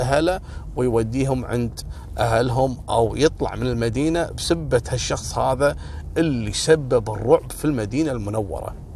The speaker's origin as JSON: {"language": "Arabic", "country": "Kuwait", "said": "وهذا اللي حصل عندنا في الكويت هنا كذلك عن محش حولي."}